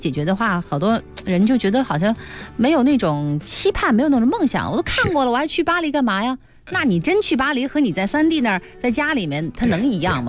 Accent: Beijing, China; 我是北京人，

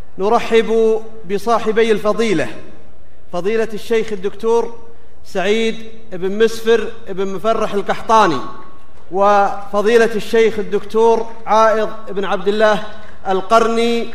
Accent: Riyadh, Riyadh Province, Saudi Arabia; أنا والشيخ عايض من أهل الرياض

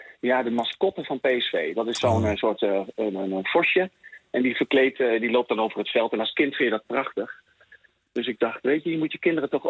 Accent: Apeldoorn, Gelderland, Netherlands; En ik woonde in een wijk naast hem. Ik kom uit de Maten. Dus dat is in Apeldoorn en Zweten. Dat is een nieuwbouwwijk.

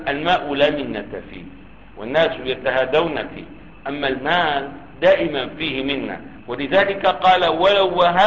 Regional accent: Damascus, Damascus Governorate, Syria; والله عندنا في دمشق 25 أو مجانا

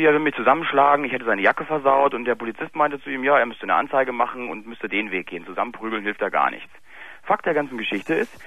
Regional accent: Berlin, Germany; born there; Ja, es ist griechisch, aber ich bin kein Grieche, also ich bin in Berlin geboren.

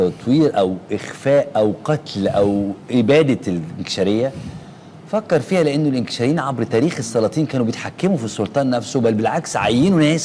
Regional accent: Egypt; مش جيش يعني زي عندنا في مصر هو بس مصري هنا

